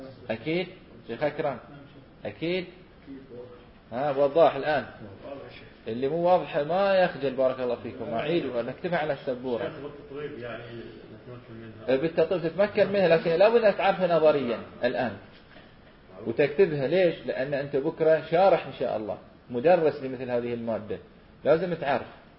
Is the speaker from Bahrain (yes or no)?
yes; Bahrain; في غزال عندنا في البحرين